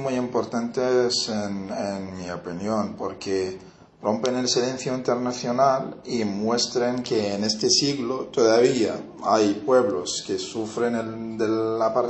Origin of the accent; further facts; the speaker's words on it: Gaza, Gaza Strip, Palestine; moved away as an adult; also born or lived in West Bank; now in Madrid, Spain; soy de Gaza, Palestina. Salí en el 2004 hacia España y ahora resido en Madrid.